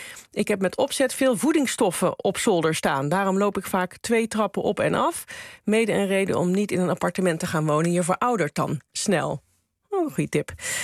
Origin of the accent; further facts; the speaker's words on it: Netherlands; Ik had begrepen dat het ook wel iets beter gaat dan een aantal jaar geleden met ons, hè? Als Nederlanders.